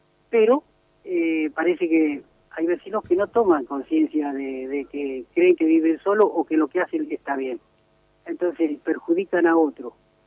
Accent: Santa Fe, Argentina; now in Moreno, Argentina; yo no soy de acá de Moreno, así, digamos, oriundo de Moreno, yo soy de Santa Fe, pero vine a vivir acá y es como que me siento un morenense ya.

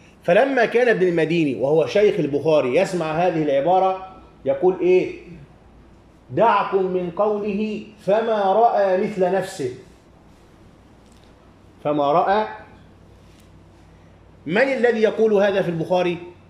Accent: Egypt; وكل الذين يخرجون عندنا في مصر أو في أي مكان آخر

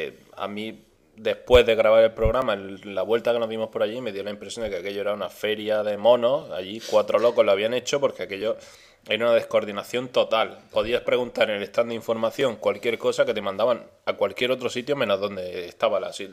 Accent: Spain; como buen español

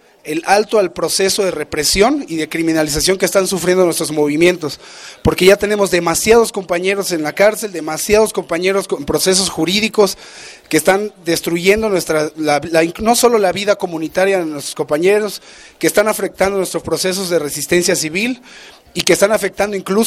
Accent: Campeche, Mexico; vengo de Campeche, soy parte de la región sur-sureste de la Red Nacional de Resistencias contra las Altas Tarifas de Energía Eléctrica.

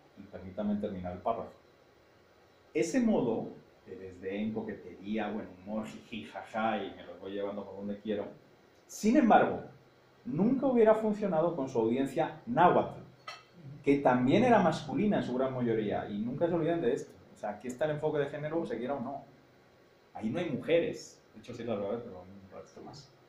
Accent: Castile and León, Spain; accent: rural Castilian; Porque el mande forma parte de mi dialecto nativo de la Castilla rural.

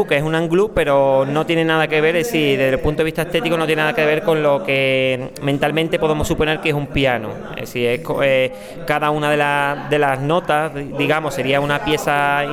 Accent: Málaga, Andalusia, Spain; now in Antequera, Spain; Bueno, vengo realmente de Antequera, que está muy cerquita de Benamejí. Yo soy de Málaga, aunque tengo mucha relación con la Subbética y con Córdoba.

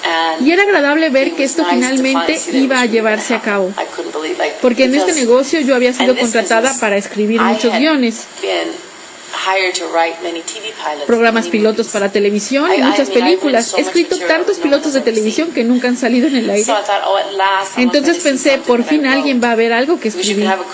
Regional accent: Los Angeles, California, United States; Cuando yo me crié en Boyle Heights, no había dónde ir para estudiar teatro.

